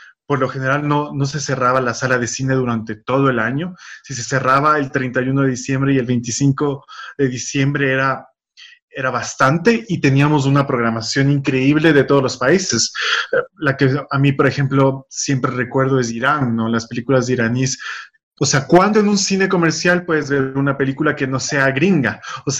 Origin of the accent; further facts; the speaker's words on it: Ecuador; sino en un sentido de ver por qué somos ecuatorianos, o qué se siente haber nacido aquí, o cómo se vive aquí.